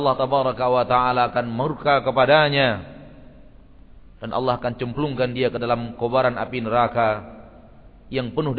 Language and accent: Indonesian; Pekanbaru, Riau, Indonesia; karena kita memang warga Pekanbaru, karena kita memang tumbuh dan besar di kota Pekanbaru.